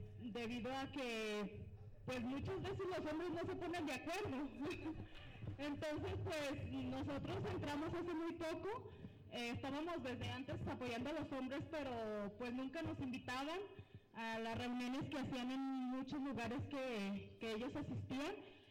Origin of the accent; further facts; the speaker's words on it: Estancia de Guadalupe, Mexico; Soy de Estancia de Guadalupe.